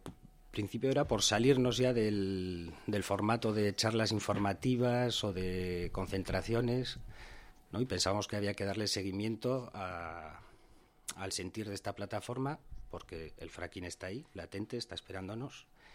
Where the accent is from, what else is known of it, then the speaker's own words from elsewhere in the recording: Tudela, Navarre, Spain; Yo soy de aquí, de Tudela.